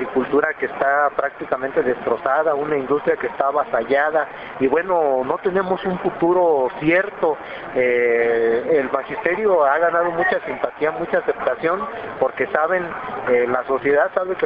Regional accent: Mexico; para decir cuál es el sentir que tenemos todos como mexicanos

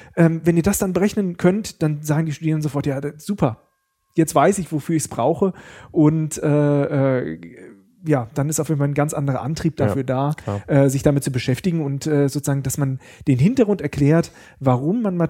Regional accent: Bad Pyrmont, Lower Saxony, Germany; now in Karlsruhe, Germany; Ich komme nicht aus Karlsruhe, wo wir jetzt auch gerade sind, sondern aus Niedersachsen, aus einem schönen Städtchen Bad Pyrmont.

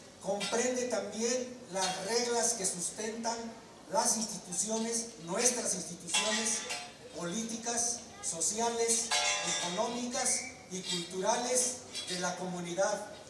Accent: Cherán, Michoacán, Mexico; also born or lived in Mexico City; nacido y comunero de aquí de Cherán. Salí a la Ciudad de México a estudiar una licenciatura en Ciencias Políticas y con especialidad en Administración Pública.

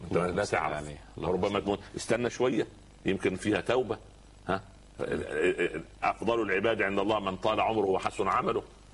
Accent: Egypt; عندنا في مصر مثال لطيف

